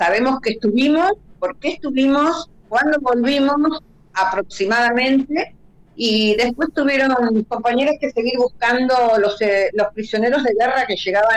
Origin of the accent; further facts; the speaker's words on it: Gualeguaychú, Entre Ríos, Argentina; also born or lived in Buenos Aires; now in Paraná, Argentina; Yo soy entrerriana, nací en Gualeguaychú. Uh-huh. Estudié primaria y secundaria en Gualeguaychú, después terciaria, enfermería profesional en Santa Fe. Y en los 80, 79, mejor dicho, en diciembre del 79, me fui a Buenos Aires a hacer una suplencia y me quedé a vivir ahí.